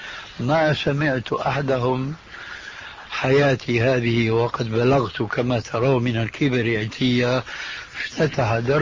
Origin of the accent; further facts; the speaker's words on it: Syria; ونحن عندنا في الشام